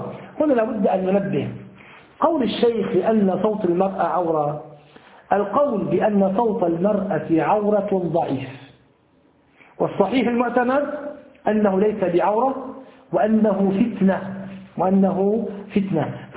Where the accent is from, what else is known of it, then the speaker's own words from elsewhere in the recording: Damascus, Damascus Governorate, Syria; أول خطبة حضرت فعلتها في مسجد عندنا في دمشق حي الشاغور